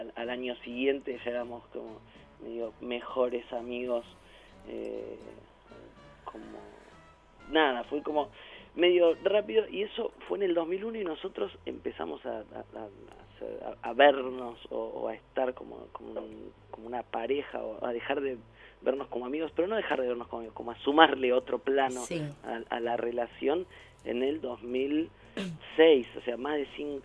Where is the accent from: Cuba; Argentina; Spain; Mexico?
Argentina; Junín, Buenos Aires Province; Yo nací en Buenos Aires, hace como 30 años en Capital, pero tenía menos de 2 años y mis viejos se mudaron a Junín, provincia de Buenos Aires, y crecí y viví allá hasta que terminé el secundario.